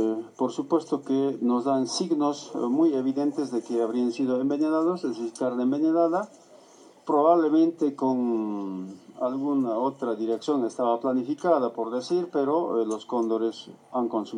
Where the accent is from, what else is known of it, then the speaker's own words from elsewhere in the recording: Tarija, Bolivia; Yo no sé por qué somos los tarijeños así.